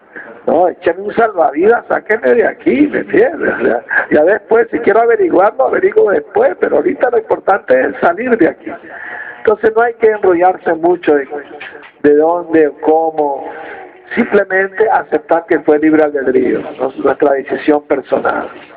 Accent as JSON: {"language": "Spanish", "country": "Venezuela", "said": "Las 4.000 lonchas, decimos en Venezuela."}